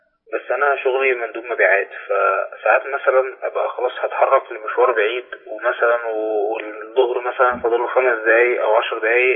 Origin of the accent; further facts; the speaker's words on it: Cairo, Cairo Governorate, Egypt; أنا مثلا مشاويري كلها بتبقى جوه القاهره، يعني انا من القاهره ومشاويري كلها جوه القاهره